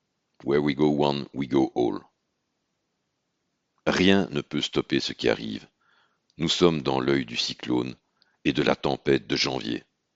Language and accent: French; Belgium; Idem chez nous en Belgique